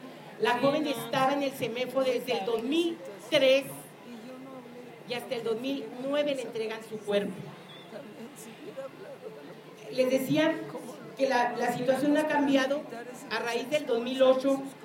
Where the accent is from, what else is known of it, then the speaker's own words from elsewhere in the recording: Ciudad Juárez, Chihuahua, Mexico; Soy de Ciudad Juárez, Chihuahua. Soy originaria de ahí. Me encuentro momentáneamente exiliada fuera de Chihuahua, ¿verdad? No del país, pero sí de Chihuahua.